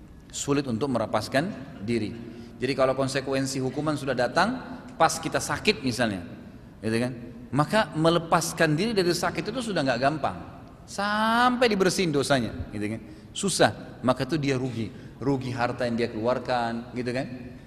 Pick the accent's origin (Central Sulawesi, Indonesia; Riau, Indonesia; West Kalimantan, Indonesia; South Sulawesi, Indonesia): South Sulawesi, Indonesia; saya dari Sulawesi Selatan dan paman saya juga dari kami dari tinggal di sana dan nenek saya banyak dari turunan Bugis